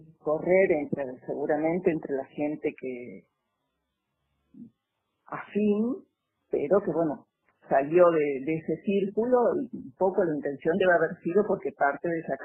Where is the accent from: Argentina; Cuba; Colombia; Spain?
Argentina; Córdoba; also born or lived in La Plata; yo soy cordobesa, pero viví 30 años acá, viviendo, trabajando, estudiando, y después fui a seguir viviendo más de 30 años en La Plata, y hace 2 años y medio que he venido otra vez a la provincia de Córdoba, y el lugar que he elegido para vivir es este, es Agua de Oro.